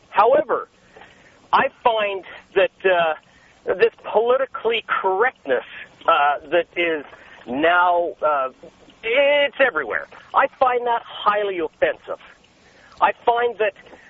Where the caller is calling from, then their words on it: Vancouver, British Columbia, Canada; I'm calling from Vancouver, where you used to be on the air here.